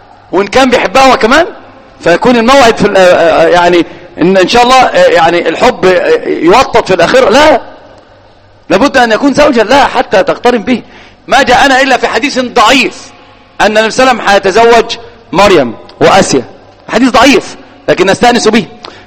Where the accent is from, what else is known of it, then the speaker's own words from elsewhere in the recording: Egypt; الآن في الإحصائيات على الأقل عندنا في مصر